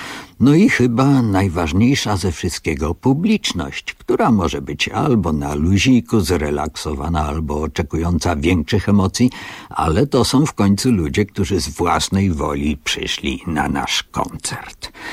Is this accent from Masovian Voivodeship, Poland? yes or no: no; Kalisz, Greater Poland Voivodeship, Poland; moja babcia zawsze przestrzegała: uważaj, to są inni ludzie, my jesteśmy z Kongresówki, a tamto jest Zabór. Istotnie, kiedyś w historii tak się zdarzyło, że nam w Kaliszu niemiłosiernie panował car Wszechrosji